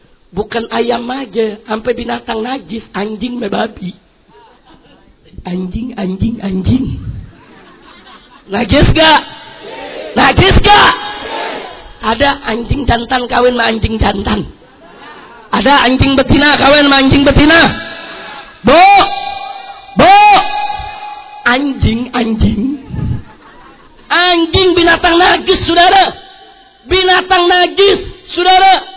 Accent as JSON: {"language": "Indonesian", "town": "Petamburan", "region": "Jakarta", "country": "Indonesia", "tie": "born or raised there", "said": "Saya tinggal di Petamburan, lahir di Petamburan."}